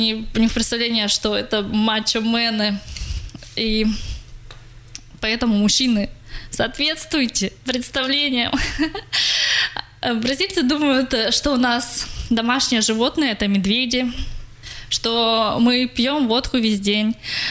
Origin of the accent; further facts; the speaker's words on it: Russia; Когда они узнали, что я из России